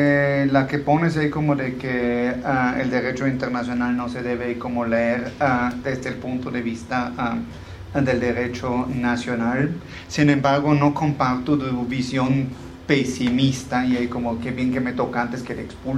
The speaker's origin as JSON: {"language": "Spanish", "country": "Austria", "second_language": "Spanish", "moved": "yes", "lives_now": "Mexico", "said": "no, soy de Austria."}